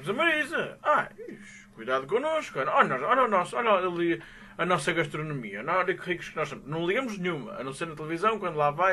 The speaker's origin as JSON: {"language": "Portuguese", "country": "Portugal", "said": "Nós somos portugueses, cuidado."}